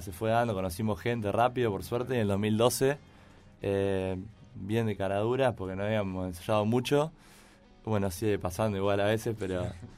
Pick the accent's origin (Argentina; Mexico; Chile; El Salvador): Argentina; Coronel Pringles, Buenos Aires Province; somos los dos de Coronel Pringles, un pueblo de la provincia.